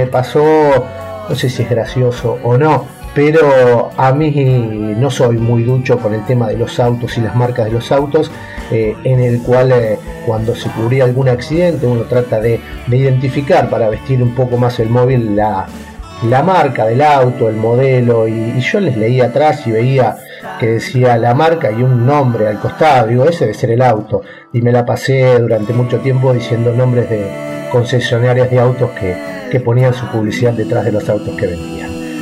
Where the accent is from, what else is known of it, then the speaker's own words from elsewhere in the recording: Las Flores, Buenos Aires Province, Argentina; born there; now in La Plata, Argentina; nací en Las Flores, a 180 kilómetros de la ciudad de La Plata, en la provincia de Buenos Aires. Desde el año 96 que estoy viviendo en la capital de la provincia de Buenos Aires.